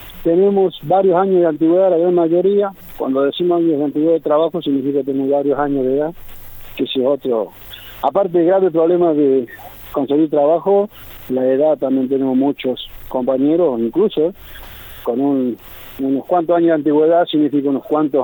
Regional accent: Córdoba, Argentina; Todos los trabajadores, tanto de las empresas tercizadas como el peaje, somos de Santa María de Punilla a Capilla del Monte, todos los trabajadores.

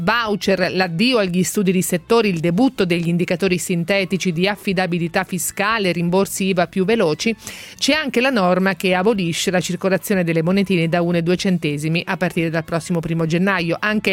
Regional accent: Marche, Italy; io sono marchigiana personalmente

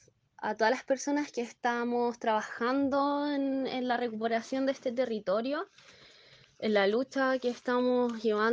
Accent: Rancagua, O'Higgins, Chile; soy de Rancagua

